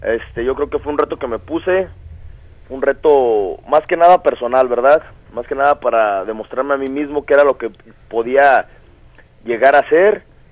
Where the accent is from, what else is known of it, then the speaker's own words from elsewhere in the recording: Guadalajara, Jalisco, Mexico; me da mucho gusto volver aquí a mi tierra, Guadalajara